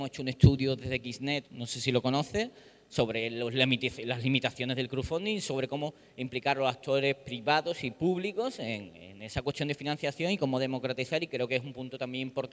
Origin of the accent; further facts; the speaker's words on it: Malaga, Andalusia, Spain; yo soy de Málaga